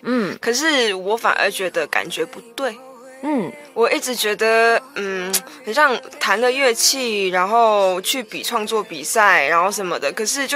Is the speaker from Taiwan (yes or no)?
no; Malaysia; 我来自马来西亚